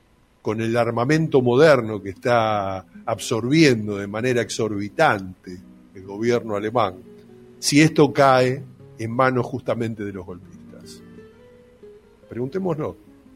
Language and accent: Spanish; Argentina; si no somos capaces los argentinos de rememorar la gesta histórica